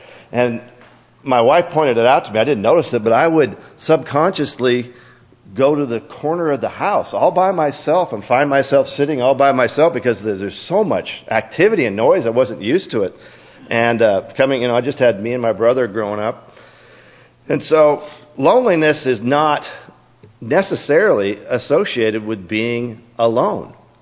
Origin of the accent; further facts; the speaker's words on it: Seattle, Washington, United States; I was born and raised in Seattle and came up here to go to school.